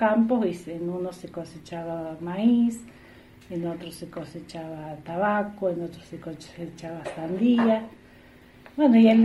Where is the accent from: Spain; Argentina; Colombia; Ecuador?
Argentina; Los Hornillos, Córdoba; Bueno, yo nací acá en Los Hornillos, mi mamá también es oriunda de acá de Los Hornillos. Siempre hemos vivido acá en esta zona, en este barrio.